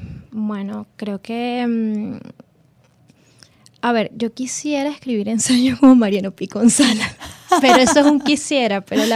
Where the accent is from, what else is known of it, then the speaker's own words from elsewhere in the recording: Venezuela; Quizás no somos los venezolanos como muy dados y confundimos la palabra crítica con otras cosas, pero creo que existe y creo que hay gente que la hace muy bien en el país.